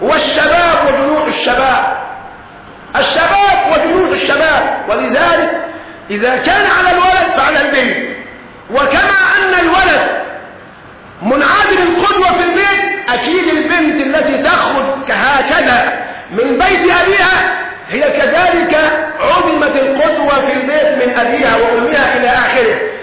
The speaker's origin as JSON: {"language": "Arabic", "country": "Egypt", "said": "ما هو بنت الجار بنتي، والمصرية محسوبة علي انا كمصري"}